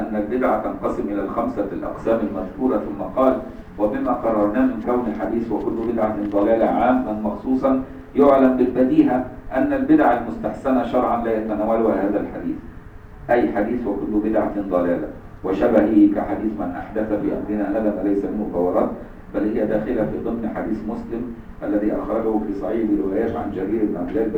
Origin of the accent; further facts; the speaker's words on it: Egypt; احنا عندنا في مصر دي عيبة قوي